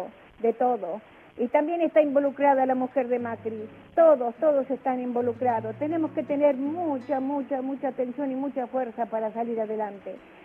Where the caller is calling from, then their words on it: San Justo, Buenos Aires Province, Argentina; de San Justo.